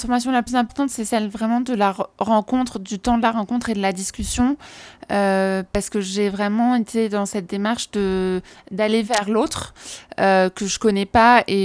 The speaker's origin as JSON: {"language": "French", "country": "France", "said": "il faudrait que je le fasse chez moi, en France"}